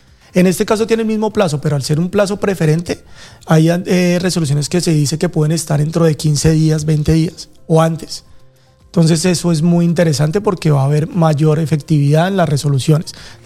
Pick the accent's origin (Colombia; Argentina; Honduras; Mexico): Colombia; now in Spain; Normalmente vine de Colombia, pues llevo acá en España 2 años